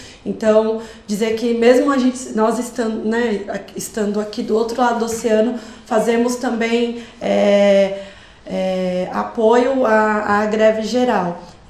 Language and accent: Portuguese; Brazil; nós que somos brasileiros, né? Alguns alunos aqui, né? A professora Rosana também, né?